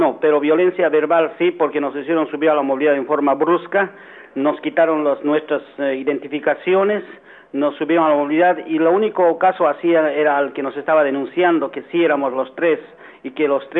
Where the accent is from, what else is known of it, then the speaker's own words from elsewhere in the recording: Bolivia; Debo indicarle que en mi país no hay abuso policial, todos nos entendemos con voz, palabra y hechos. Resulta de que hay una defensa intransigente de derechos humanos en Bolivia